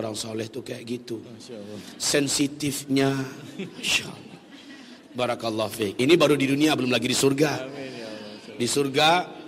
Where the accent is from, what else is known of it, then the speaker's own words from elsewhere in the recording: Padang, West Sumatra, Indonesia; Lah giliran saya orang Padang, kalau saya ngomong kayak gini nih harus dibawa 1-2 bahasa Padang promosi.